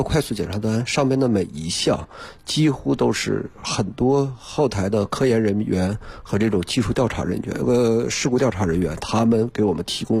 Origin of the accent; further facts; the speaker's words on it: Harbin, Heilongjiang, China; 我是哈尔滨人。